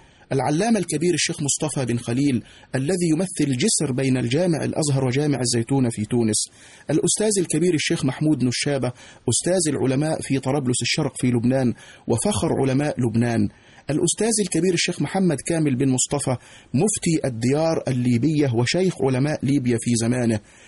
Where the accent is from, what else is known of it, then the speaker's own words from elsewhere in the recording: Egypt; التي تكشف لنا كمصريين كم أن هذا البلد العظيم استقبل الوافدين من مختلف بلاد المعمورة